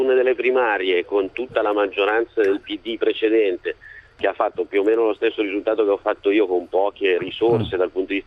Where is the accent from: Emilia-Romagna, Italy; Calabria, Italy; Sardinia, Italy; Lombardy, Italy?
Lombardy, Italy; Monza; io sono di Monza